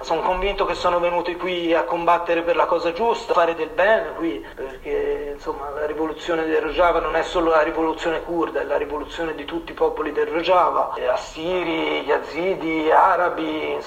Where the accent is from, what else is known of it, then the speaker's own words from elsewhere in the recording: Florence, Tuscany, Italy; ho 32 anni, vengo da Firenze.